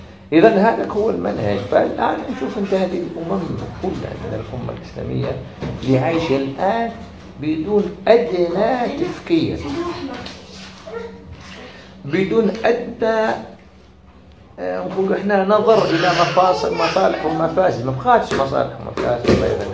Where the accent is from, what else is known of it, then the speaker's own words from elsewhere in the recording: Algeria; عندنا في الجزائر